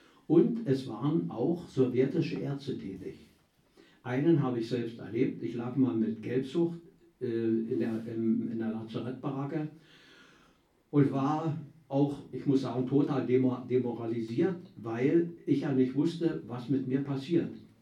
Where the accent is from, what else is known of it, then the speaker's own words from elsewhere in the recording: Brandenburg, Germany; Jetzt stamme ich aus der Niederlausitz und da gibt es so ein Traditionsgericht, wie vielleicht über alle, Pellkartoffeln mit Quark und Leinöl.